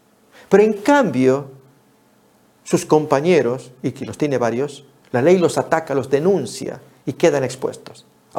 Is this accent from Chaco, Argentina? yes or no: no; Tucumán, Argentina; cuando fui niño, un tiempo viví frente o contra las paredes de la cárcel allá de mi pueblo, en Argentina.